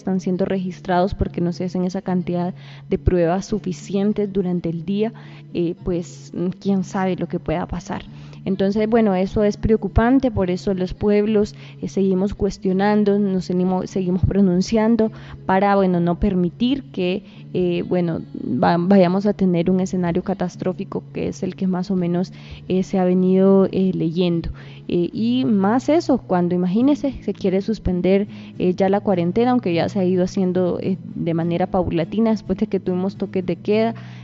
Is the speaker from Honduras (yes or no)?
yes; Honduras; las situaciones que enfrentamos como pueblo hondureño, como pueblo lenca.